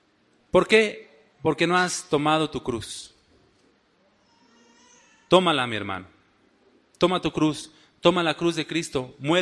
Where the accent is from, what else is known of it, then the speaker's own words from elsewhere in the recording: Mexico City, Mexico; Esos chilangos utilizan mucho la che, ¿verdad? Bueno, denme chance, soy chilango.